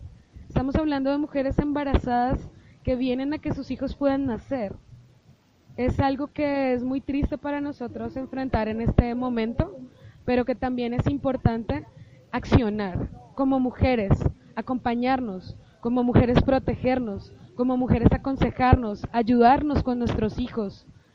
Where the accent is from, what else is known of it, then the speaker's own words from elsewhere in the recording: Colombia; now in Mexico; yo que soy colombiana.